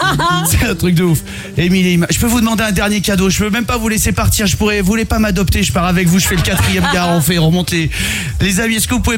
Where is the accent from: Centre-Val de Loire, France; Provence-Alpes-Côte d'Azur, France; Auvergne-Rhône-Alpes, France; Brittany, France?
Provence-Alpes-Côte d'Azur, France; Aix-en-Provence; On s'est dit, bon, je suis d'Aix, on va descendre à Aix et je les trouve un peu endormis.